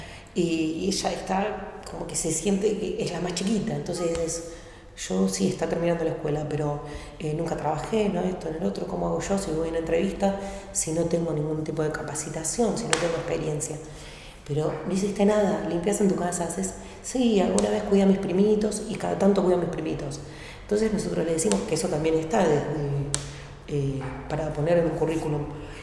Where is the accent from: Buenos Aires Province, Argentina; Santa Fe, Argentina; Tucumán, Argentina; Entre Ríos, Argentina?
Buenos Aires Province, Argentina; Azul; born there; also born or lived in Ensenada / La Plata; now in Berisso, Argentina; Vivo, hace 24 años vivo en Berizo. Nací en Provincia de Buenos Aires, en Azul, viví en Ensenada, en La Plata, y hace 24 años que estoy acá. Sí. Igual sí, ya soy bericense porque es donde más el tiempo viví.